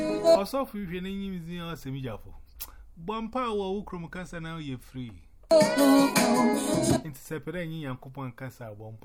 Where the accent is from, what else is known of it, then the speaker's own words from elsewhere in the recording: Ghana; English is a second language; So I'm from Ghana, West Africa.